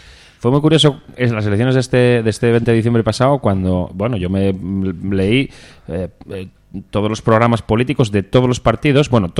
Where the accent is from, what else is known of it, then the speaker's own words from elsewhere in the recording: Oviedo, Asturias, Spain; Yo en Oviedo, porque yo soy de Oviedo, tengo que decirlo, nadie es perfecto, yo soy de Oviedo.